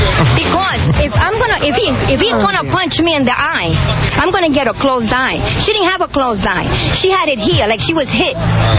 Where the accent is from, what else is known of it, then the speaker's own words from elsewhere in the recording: New York, United States; If you look at the picture, I come from the South Bronx. We come from around here, okay?